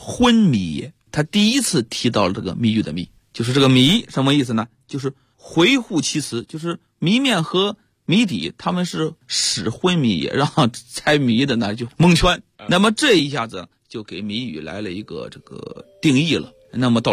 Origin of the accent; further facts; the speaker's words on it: China; 我们中国人的这个文化水平逐渐提高，